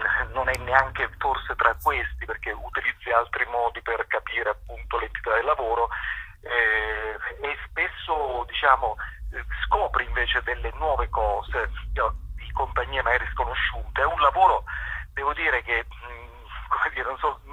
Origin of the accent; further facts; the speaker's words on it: Calabria, Italy; con un'esigenza proprio nostra da calabresi